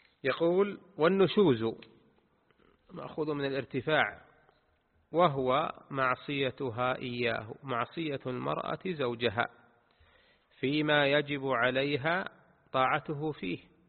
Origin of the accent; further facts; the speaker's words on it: Saudi Arabia; كان قاضيا في ناحية من النواحي في بلدنا المملكة العربية السعودية